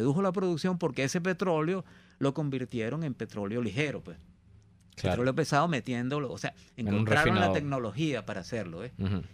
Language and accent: Spanish; Guayana, Venezuela; yo soy de Guayana y la minería en Guayana ha estado toda la vida